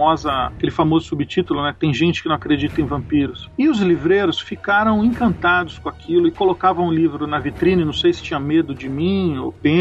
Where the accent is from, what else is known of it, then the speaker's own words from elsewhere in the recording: Osasco, São Paulo, Brazil; Ah, eu sou de Osasco, sim.